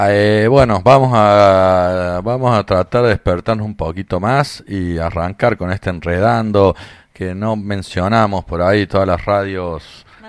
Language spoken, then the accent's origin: Spanish; Córdoba, Argentina; accent: Cordoban; se nota, sí, nuestra tonada cordobesa